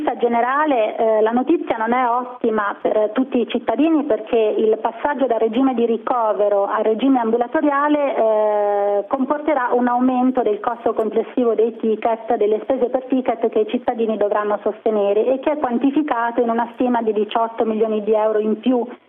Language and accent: Italian; Umbria, Italy; Io sono bravissima, sono umbra e cucino un ottimo ragù.